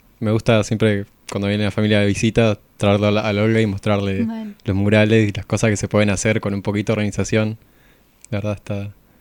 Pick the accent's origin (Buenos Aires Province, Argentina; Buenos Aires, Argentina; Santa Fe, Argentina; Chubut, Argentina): Chubut, Argentina; Trelew; Yo también vengo de Trelew, de Chubut, viendo el sur.